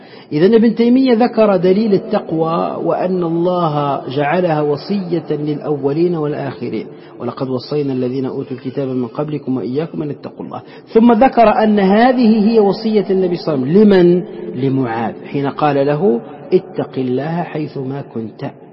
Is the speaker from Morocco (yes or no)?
yes; Morocco; ونحن عندنا في المغرب يعني العربي وفي تونس خاصة